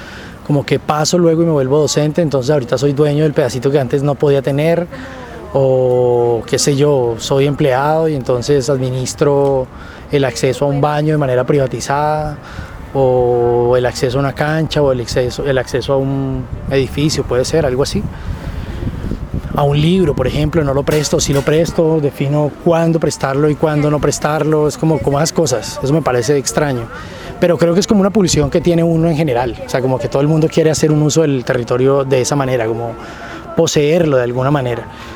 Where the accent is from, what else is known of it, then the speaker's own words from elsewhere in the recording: Tuluá, Valle del Cauca, Colombia; now in Cali, Colombia; yo no viví casi la ciudad, llegué como a Cali y de Tuluá, y aquí encontraba como el campo